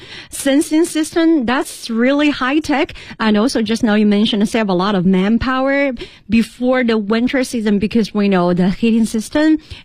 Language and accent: English; Chengdu, Sichuan, China; English is a second language; now in Beijing, China; from Chengdu, my hometown, to Beijing